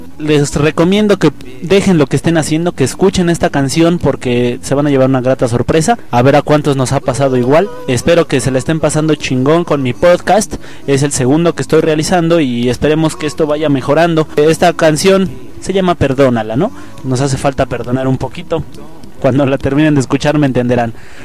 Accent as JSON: {"language": "Spanish", "town": "Nezahualcóyotl", "region": "State of Mexico", "country": "Mexico", "said": "Yo soy de Meritito, Nezahualcóyotl"}